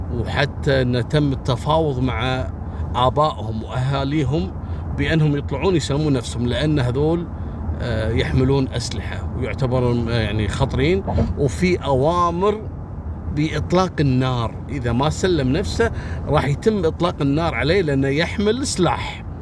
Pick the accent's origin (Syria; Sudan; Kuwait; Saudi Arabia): Kuwait; أصحاب هواية المشي يروحوا له أماكن معروفة عندنا في الكويت